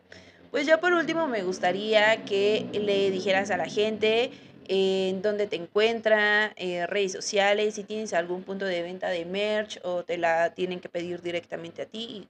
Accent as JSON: {"language": "Spanish", "country": "Mexico", "said": "cómo nos visualizamos como mexicanos, ¿no?"}